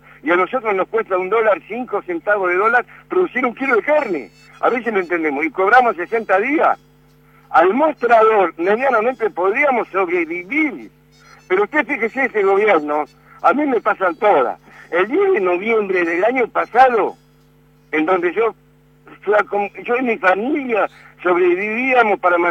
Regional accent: Argentina; Yo estoy en este momento en la granja y como argentino y patriota y luchador, yo no voy a cerrar.

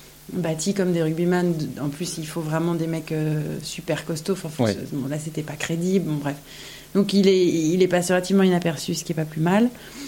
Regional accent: Toulon, Provence-Alpes-Côte d'Azur, France; J'ai grandi à Toulon

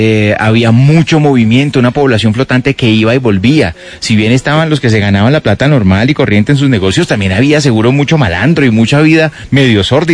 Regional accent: Colombia; a los de nuestra generación y a los que salimos de ese lugar de Colombia, nos tocó

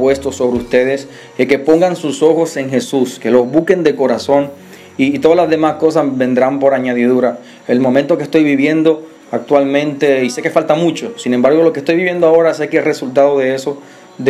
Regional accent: Santiago de los Caballeros, Santiago, Dominican Republic; yo soy santiaguero, yo soy de la ciudad corazón, yo nací allá

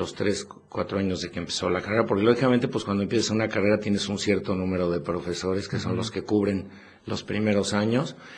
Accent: Mexico City, Mexico; now in Puebla, Mexico; Y yo originalmente cuando llegué a Puebla, o sea que me vine de México

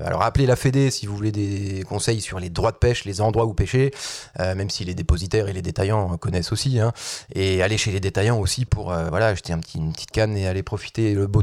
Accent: Nancy, Grand Est, France; ça résonne chez nous, à Nancy, quand on va pêcher la carpe, ou le brochet, ou le goujon

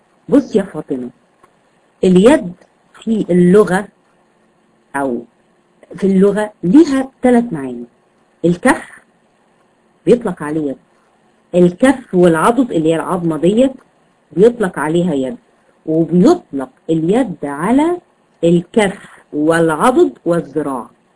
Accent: Egypt; يعني احنا عندنا في مصر بنسميها الكوع

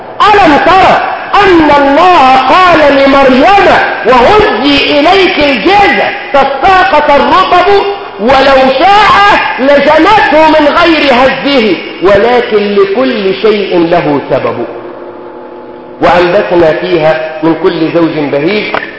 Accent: Egypt; احنا مصريين اي ميه بتمشي معانا واي اكل بيمشي معانا،

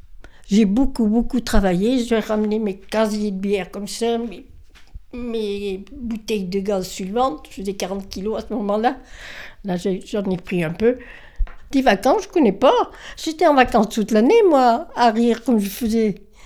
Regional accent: Serre, France; born there; Je suis née à Serre. Maman avait déjà le bar, épicerie.

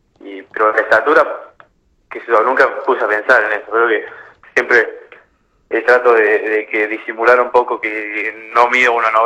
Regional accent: Córdoba, Argentina; de chico jugué en Municipal, un club de barrio ahí de Córdoba.

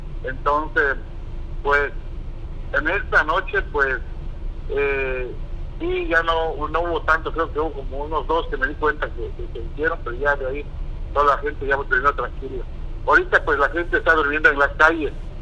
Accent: Mexico; Yo lo hice pues, como cualquier mexicano, pues, que ama a su patria, pues, y ama a su bandera.

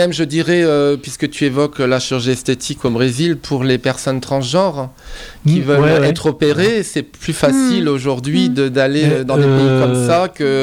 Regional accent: France; nous, on a un regard d'occidentaux, on se place à travers, puisqu'on est français

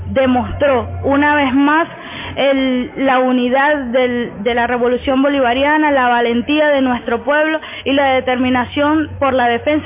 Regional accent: Venezuela; nuestro sentimiento patriota, nuestro sentimiento como venezolanos y venezolanas de esta patria que nos enorgullece muchísimo

